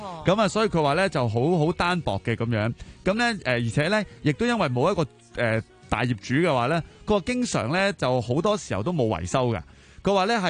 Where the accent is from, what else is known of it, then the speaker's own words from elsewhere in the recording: Hong Kong; 咖喱粉系我哋香港人买嘅啫